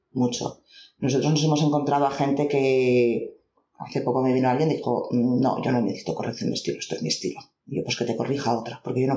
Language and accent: Spanish; Valencian Community, Spain; una persona que vive en mi zona, en la zona de Valencia, no hablamos como los de Madrid.